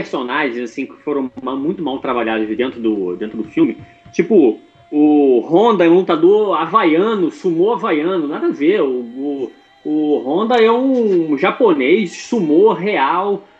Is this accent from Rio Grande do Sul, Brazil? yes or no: no; Rio de Janeiro, Brazil; eu sou do Rio de Janeiro